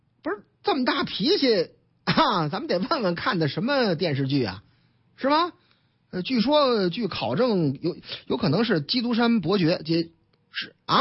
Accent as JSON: {"language": "Chinese", "town": "Tangshan", "region": "Hebei", "country": "China", "tie": "born or raised there", "said": "唐山啊，我老家，你看了没有？这回正差，我老家河北唐山"}